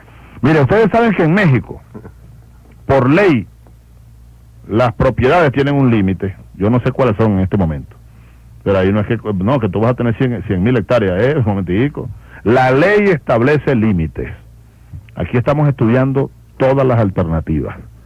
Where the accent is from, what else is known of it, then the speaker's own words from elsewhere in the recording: Venezuela; Eso pasaba en las sabanas de Barinas y de Guárico y de Apure. Y allá están nuestros hermanos de donde yo vengo